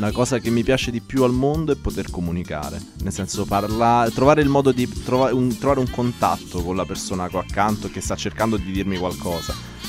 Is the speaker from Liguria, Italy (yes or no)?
no; Rome, Lazio, Italy; Sono praticamente cresciuto a Roma, i miei però sono siciliani.